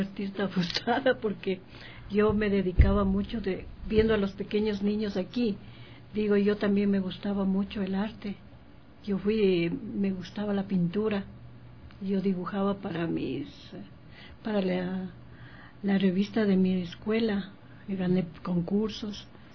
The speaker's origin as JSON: {"language": "Spanish", "town": "Quito", "region": "Pichincha", "country": "Ecuador", "said": "Yo soy ecuatoriana, de Quito. Yo tuve la suerte de ir a estudiar en Alemania"}